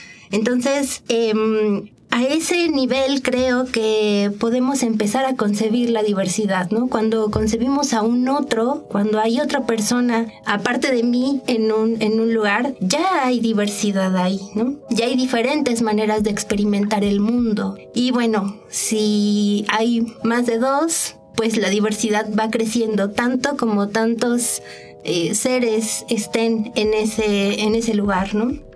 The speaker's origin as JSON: {"language": "Spanish", "country": "Mexico", "said": "esta identidad que tenemos como en este imaginario social de que somos mexicanos"}